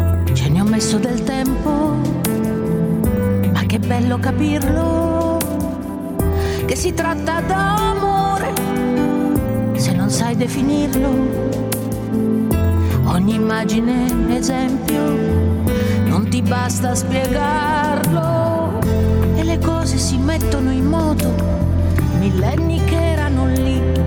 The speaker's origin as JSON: {"language": "Italian", "region": "Apulia", "country": "Italy", "said": "due anime del sud, lei calabrese, io pugliese"}